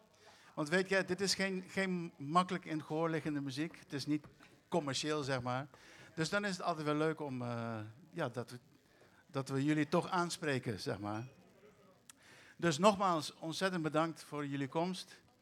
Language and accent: Dutch; Curaçao; En Cascora is de wijk op Curaçao waar ik ben opgegroeid.